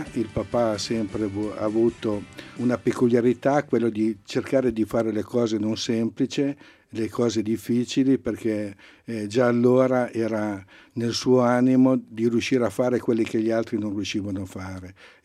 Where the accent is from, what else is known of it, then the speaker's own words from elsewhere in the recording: Lombardy, Italy; now in Biella, Italy; Pur essendo nel biellese, non siamo dei biellesi, in quanto veniamo dalla provincia di Varese.